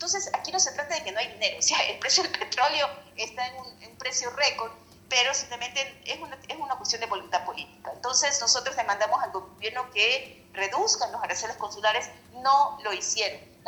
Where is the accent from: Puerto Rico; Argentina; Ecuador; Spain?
Ecuador; moved away as an adult; lo digo como migrante, lo digo como ecuatoriana que también se fue a estudiar en el exterior por la falta de oportunidades en mi propio país.